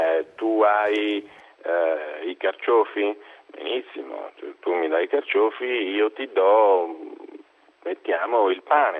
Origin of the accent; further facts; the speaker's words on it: Cabras, Sardinia, Italy; E io sono di Cabras, siamo due campidanesi.